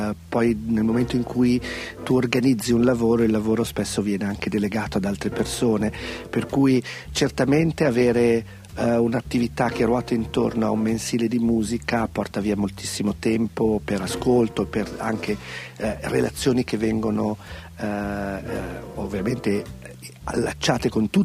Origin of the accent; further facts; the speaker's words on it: Milan, Lombardy, Italy; born there; dovevo nascere da quelle parti, invece sono nato a Milano